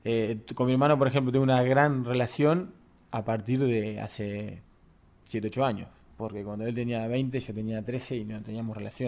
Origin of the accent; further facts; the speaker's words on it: Uruguay; moved away; porque soy un uruguayo que vive fuera de Uruguay. Tengo esa nostalgia y ese gusto mínimo por el tambor